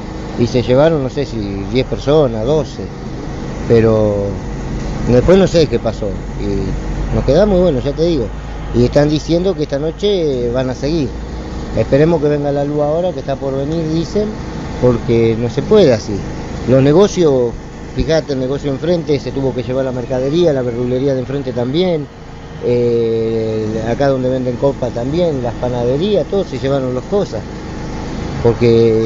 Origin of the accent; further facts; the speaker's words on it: Argentina; Y yo no soy chino, yo soy argentino.